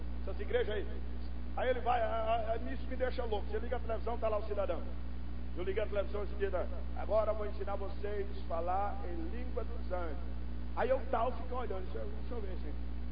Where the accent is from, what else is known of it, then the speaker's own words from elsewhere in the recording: Northeast Region, Brazil; No Nordeste, que é a minha terra, nem quero lhe contar como que era desgraça.